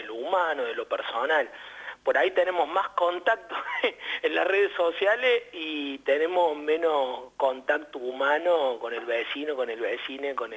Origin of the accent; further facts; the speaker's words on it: Córdoba, Argentina; now in Salta, Argentina; yo soy cordobés, pero ya hace algunos años que vivo en Salta